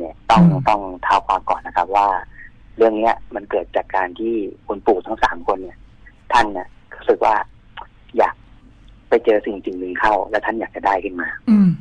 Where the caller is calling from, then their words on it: Nonthaburi, Thailand; ที่บ้านครับจังหวัดนนท์เหมือนเดิมครับ